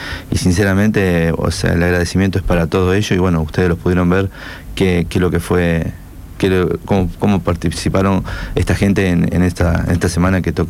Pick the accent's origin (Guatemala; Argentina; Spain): Argentina; Rosario, Santa Fe; Como rescatista, como bombero, como rosarino.